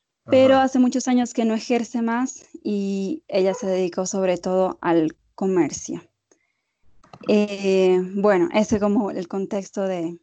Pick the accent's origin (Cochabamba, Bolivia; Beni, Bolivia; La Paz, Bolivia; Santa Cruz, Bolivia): La Paz, Bolivia; yo soy boliviana, nací en La Paz, en la ciudad de La Paz, soy paceña, y pues crecí soy la primera hija